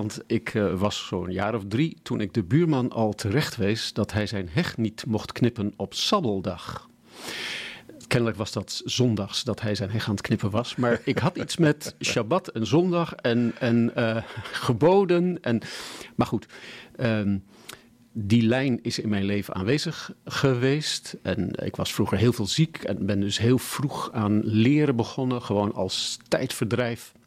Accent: Hilversum, North Holland, Netherlands; born there; Wel, ik ben nu 67 en ik ben geboren in Hilversum.

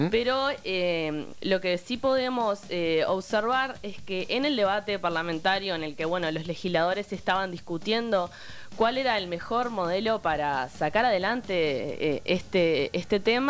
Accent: Minas, Lavalleja, Uruguay; Yo soy de Minas, soy criada en Minas. Mi abuela vive a 3 cuadras de la radio.

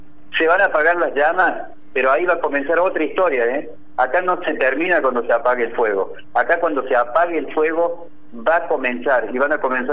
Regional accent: San José de la Dormida, Córdoba, Argentina; los que somos de San José de la Dormida, los que somos del norte, somos muy tierra adentro, amamos nuestro norte, amamos nuestro lugar

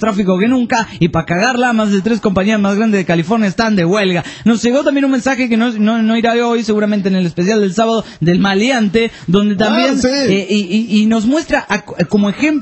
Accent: Peru; Soy peruano.

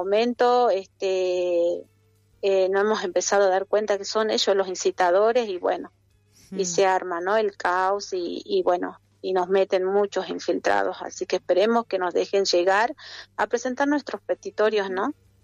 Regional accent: Argentina; Cuando les conviene, somos argentinos, y cuando les conviene, no somos argentinos.

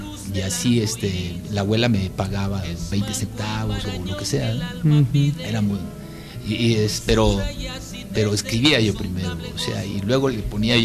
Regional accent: Jáltipan, Veracruz, Mexico; Veracruz es un estado musical por excelencia. Desde que naces estás escuchando música por todos lados. Y luego mi pueblo, que fue también así como un centro así cultural, Jaltipan

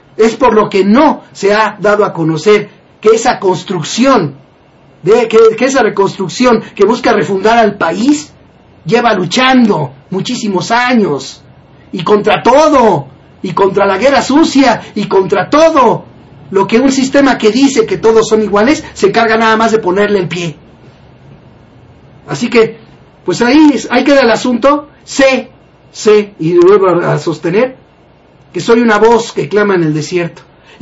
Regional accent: Mexico; que somos los mexicanos, que como sociedad tenemos que iniciar ese cambio

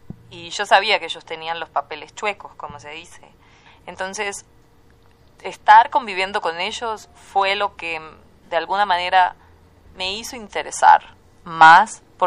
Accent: Montevideo, Uruguay; Yo crecí cerca de la Rambla, de la playa, en una ciudad donde, bueno, el viento te lleva volando

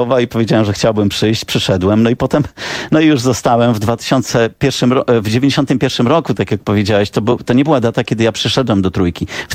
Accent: Łomża, Podlaskie Voivodeship, Poland; Jako nastolatek, mimo że pochodzę z Łomży, to zdałem egzaminy do liceum matematycznego.

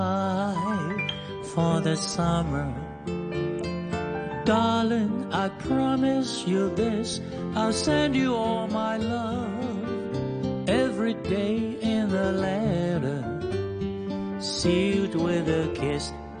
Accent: Hong Kong; 我哋香港人，我哋香港人最醒目啦

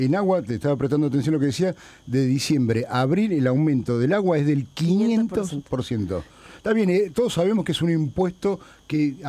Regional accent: La Plata, Buenos Aires Province, Argentina; los costa que venimos todos los días a Buenos Aires, somos de La Plata

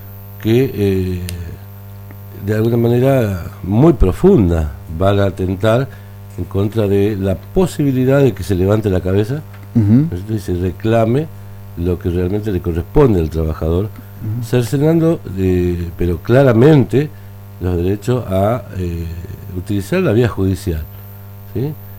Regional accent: Argentina; Vos sabés que esas son cosas que, como argentino, me da vergüenza ajena, ¿no?

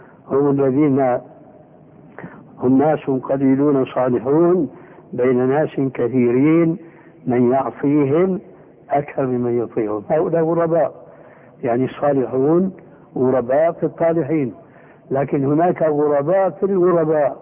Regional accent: Syria; كما يقول العام عندنا في سوريا

